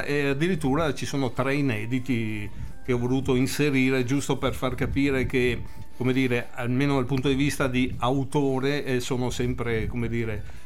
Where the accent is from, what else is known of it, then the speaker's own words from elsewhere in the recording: Venice, Veneto, Italy; che essendo anche veneziani